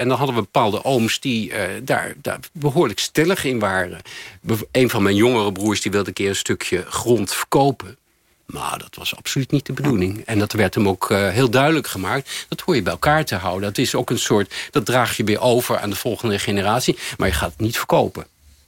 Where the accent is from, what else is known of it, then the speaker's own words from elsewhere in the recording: The Hague, South Holland, Netherlands; Want ik ben opgegroeid in Den Haag in een gewoon Haags gezin.